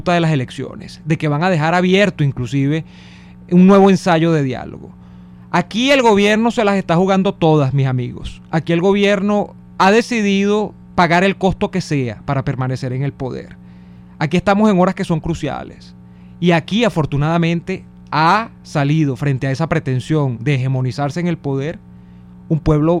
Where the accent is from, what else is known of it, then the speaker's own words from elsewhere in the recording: Venezuela; lo que más nos puede agobiar como venezolanos a esta hora